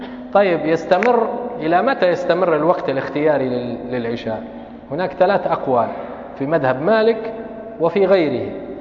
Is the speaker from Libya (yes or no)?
yes; Tripoli, Tripoli District, Libya; الأوقات الأذان اللي عندنا في طرابلس من زمان